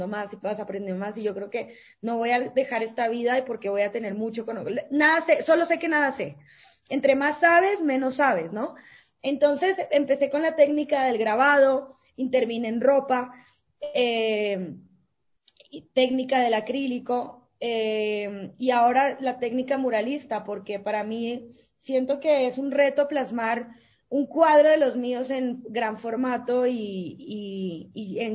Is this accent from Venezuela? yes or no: no; Colombia; also born or lived in Ecuador; yo nací en Colombia, soy colombiana, pero viví 5 años en Ecuador.